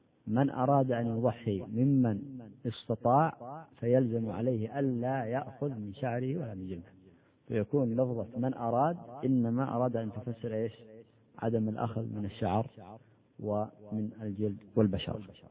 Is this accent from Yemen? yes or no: yes; Al Bayda Governorate, Yemen; عندنا في اليمن في البيضاء الناس عندهم عادة